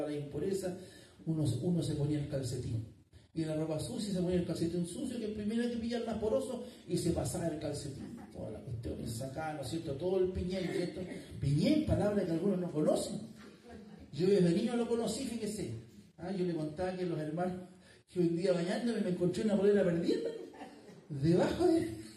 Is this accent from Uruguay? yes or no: no; Chile; Pero así somos los chilenos.